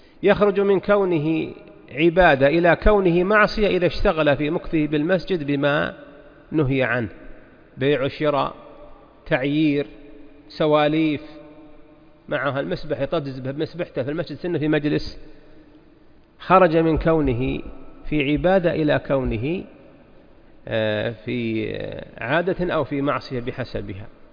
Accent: Najd, Saudi Arabia; هي الطريقة المشتهرة عندنا في نجد من قديم

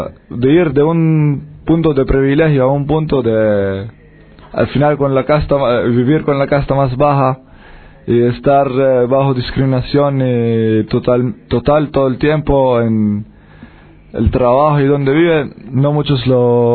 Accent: Israel; al final no solo que somos israelíes judíos, también somos judíos de origen europea

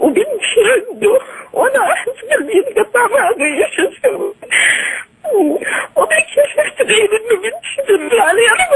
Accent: Taif, Makkah Province, Saudi Arabia; أنا من الطائف.

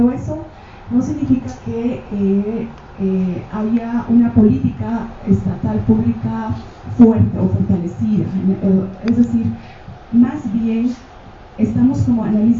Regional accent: Cochabamba, Bolivia; yo soy de Cochabamba, de una ciudad, ¿no? La ciudad de la Guerra del Agua.

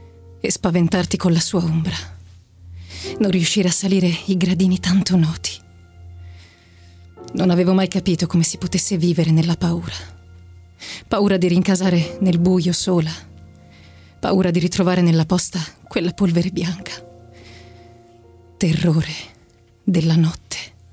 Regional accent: Treviso, Veneto, Italy; now in Rome, Italy; ho 24 anni e vengo da Treviso, però abito a Roma da 3

